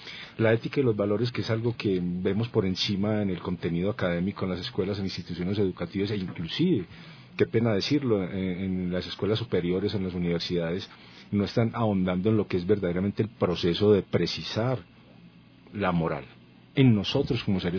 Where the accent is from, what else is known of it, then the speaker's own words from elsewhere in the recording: Colombia; now in Ecuador; Soy un colombiano comprometido con lo social, líder social